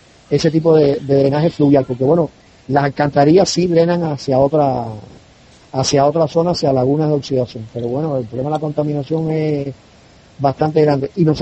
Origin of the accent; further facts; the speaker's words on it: Havana, Cuba; now in Santa Cruz de la Sierra, Bolivia; aunque yo vivo en Santa Cruz de la Sierra, pero yo soy cubano, nací, viví ahí bastante tiempo, y en una isla